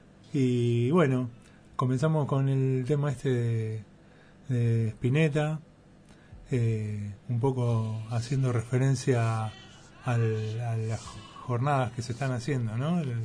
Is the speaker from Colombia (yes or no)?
no; La Plata, Buenos Aires Province, Argentina; porque yo vengo de La Plata y para mí también, está el durazno, está la naranja